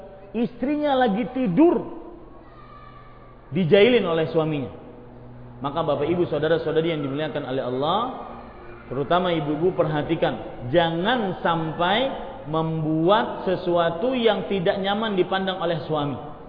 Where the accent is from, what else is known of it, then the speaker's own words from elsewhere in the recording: Banjarmasin, South Kalimantan, Indonesia; Pernah suatu ketika di Banjarmasin kota saya